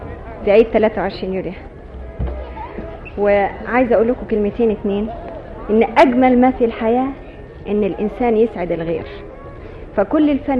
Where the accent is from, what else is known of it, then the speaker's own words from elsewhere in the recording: Egypt; فوقفت على المسرح وشكرته مش كمصرية بس، لكن باسم مصر